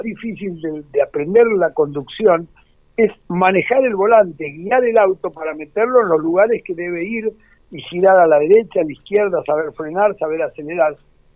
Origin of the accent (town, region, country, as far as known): Buenos Aires, Argentina; born or raised there